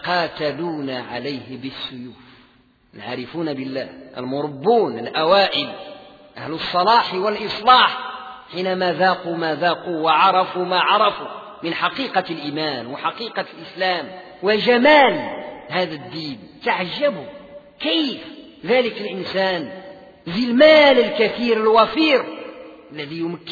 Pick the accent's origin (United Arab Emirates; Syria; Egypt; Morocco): Morocco; بحال احنا عندنا في المغرب، وحدة غربية وحدة شرقية.